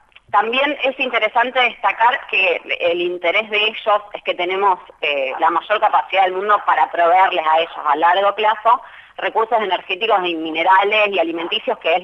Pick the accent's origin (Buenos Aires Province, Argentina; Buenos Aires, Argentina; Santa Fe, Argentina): Santa Fe, Argentina; Rosario; ya que soy de Rosario y que tengo amigos que hace poco viajaron